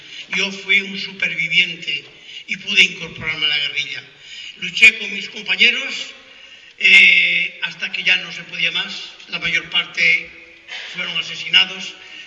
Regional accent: Castile and León, Spain; la parte de León, del Bierzo, yo soy del Bierzo

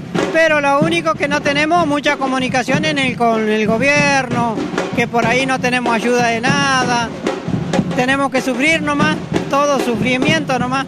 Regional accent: Valcheta, Río Negro, Argentina; de Valcheta, vengo, pero tengo mi campo afuera del pueblo.

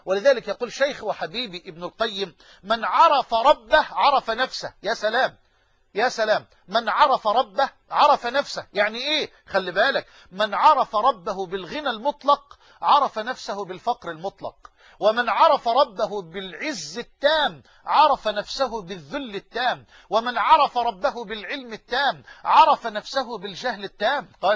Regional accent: Egypt; accent: Egyptian; بلهجتنا المصريين كمصريين الأيالة،

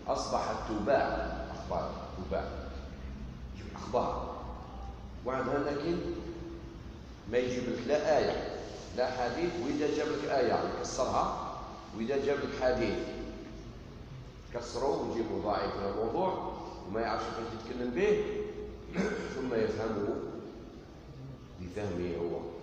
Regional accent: Algeria; يعني عندنا في الجزائر يستعمل كلمة الشيات،

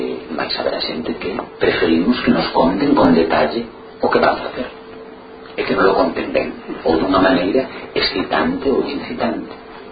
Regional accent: Galicia, Spain

